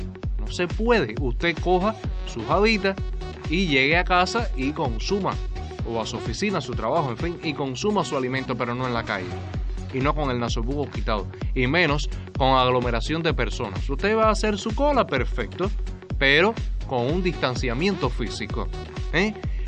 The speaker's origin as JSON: {"language": "Spanish", "country": "Cuba", "said": "Somos cubanos, pero también somos latinos."}